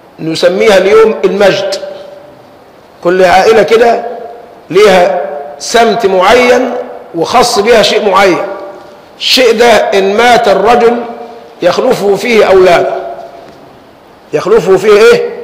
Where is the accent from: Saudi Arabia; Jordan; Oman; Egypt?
Egypt; أنت مصري وأنا مصري، إيه اللي يفصلني عنك أو يفصلك عني؟